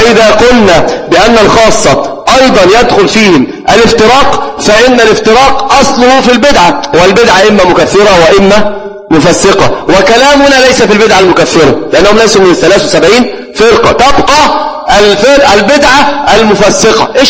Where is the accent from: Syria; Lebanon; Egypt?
Egypt; قالوها عندنا في مصر من العامة في المقاهي